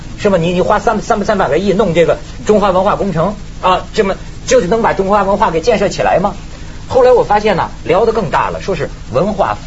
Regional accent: Shandong, China; 你说我们山东，我山东人，我跟你说，我们山东它一般地方不能比。

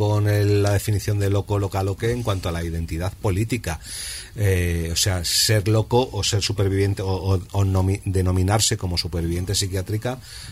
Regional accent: Spain; moved away as an adult; yo no tenía ninguna oportunidad en mi país porque hasta que no cambió mucho las cosas, las oportunidades para los jóvenes eran nulas

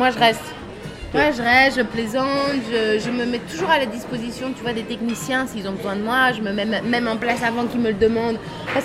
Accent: Belgium; Je pense que les Belges ne sont même pas au courant que je suis belge.

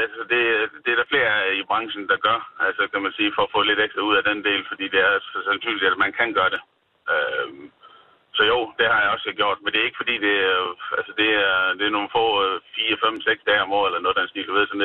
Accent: Jutland, Denmark; Jeg kommer fra Jylland af

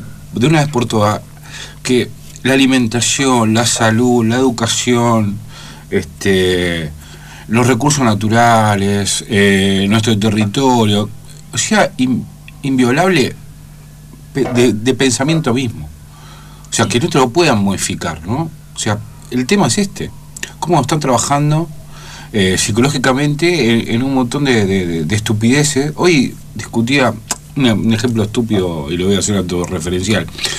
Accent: Argentina; pero ¿qué pensamos nosotros como argentinos, no?

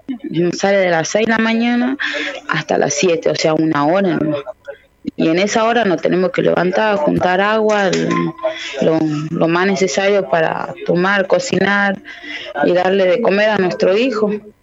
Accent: Tartagal, Salta, Argentina; de Tapiete, de Tartagal, Salta. Y sí, pertenezco al Movimiento de Mujeres Indígenas por el Buen Vivir.

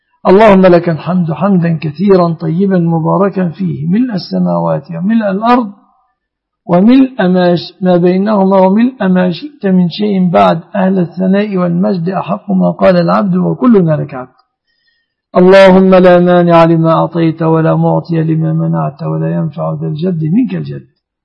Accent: Egypt; واحفظ بلادنا مصر آمنة مطمئنة من كل مكروه ومن كل سوء

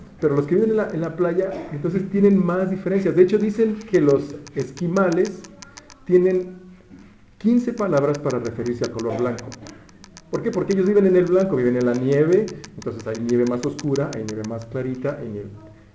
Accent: Mexico; Pero nosotros como mexicanos tenemos algún, o sea, por nuestra situación de alimentaria y donde vivimos, sabemos que la palabra chile

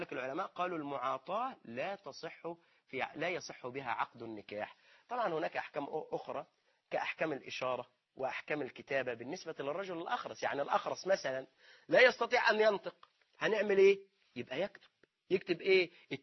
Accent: Egypt; في شرط عرفي موجود بيننا نحن كمصريين

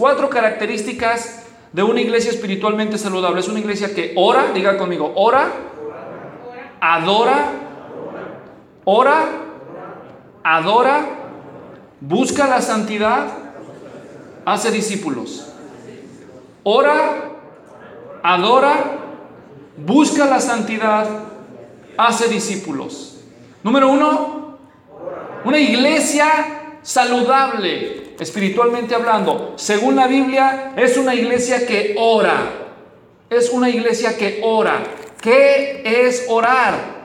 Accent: Guadalajara, Jalisco, Mexico; Yo crecí en Guadalajara y en el centro de la ciudad

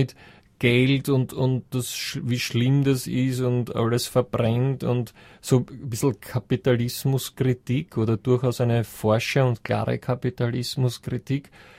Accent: Vienna, Austria; Ich bin aus Wien.

